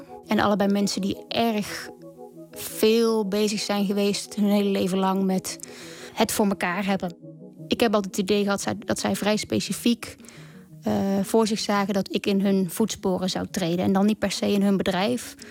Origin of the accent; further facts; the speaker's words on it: Oorschot, North Brabant, Netherlands; Ik kom uit Oorschot, dat is een dorpje in Brabant. Ik ben uiteindelijk gaan studeren in Nijmegen.